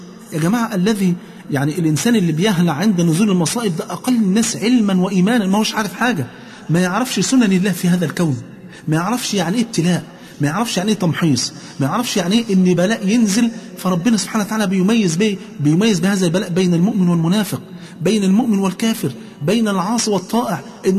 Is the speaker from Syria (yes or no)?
no; Egypt; ونسأل الله عز وجل أن يحفظ بلادنا مصر وكل بلاد